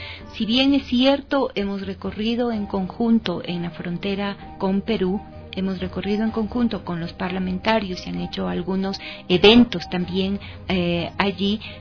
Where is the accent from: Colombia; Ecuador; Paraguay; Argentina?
Ecuador; Quito, Pichincha; Yo soy de Quito, Ecuador.